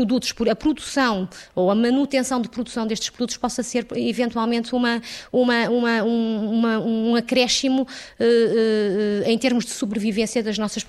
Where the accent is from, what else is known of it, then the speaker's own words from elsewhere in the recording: Norte, Portugal; eu também sou transmontana e os transmontanos são, por natureza, afáveis